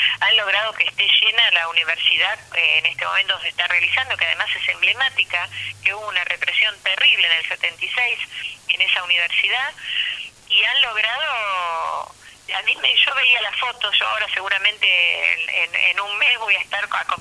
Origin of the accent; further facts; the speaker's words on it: Buenos Aires, Argentina; yo me acuerdo cuando viví acá, porque yo, si bien soy porteña, en los años 70 con mi pareja vivíamos acá